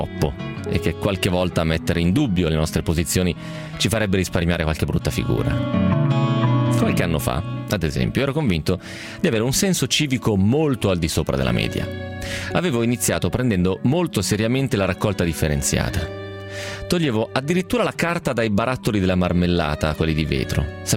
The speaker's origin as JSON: {"language": "Italian", "region": "Piedmont", "country": "Italy", "said": "Albenga, che è una città nota dalle mie parti, cioè nel Novarese, nel Basso Piemontese"}